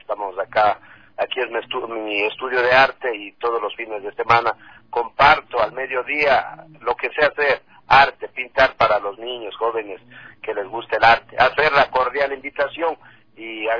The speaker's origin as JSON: {"language": "Spanish", "country": "Ecuador", "said": "y pues como ecuatoriano, pues me siento emocionado representar al arte ecuatoriano"}